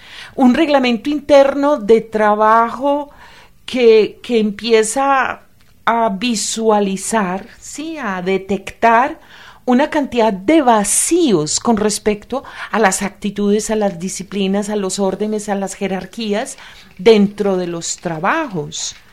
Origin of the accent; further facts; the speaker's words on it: Antioquia, Colombia; en Antioquia es muy frecuente, yo soy antioqueña, amo profundamente mi tierra